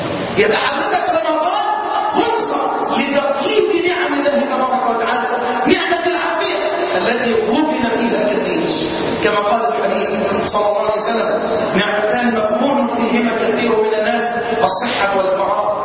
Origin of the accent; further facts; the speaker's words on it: Egypt; اللهم انا نسالك ان تحفظ بلدنا مصر